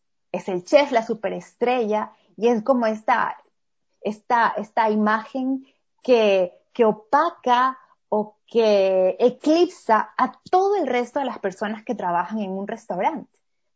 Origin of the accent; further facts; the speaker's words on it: Ecuador; yo soy ecuatoriana, pero mi esposo es brasileño.